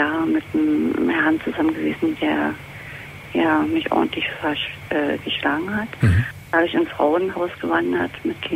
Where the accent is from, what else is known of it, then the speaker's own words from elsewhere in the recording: Berlin, Germany; So, mein Thema ist, ich bin aus Berlin.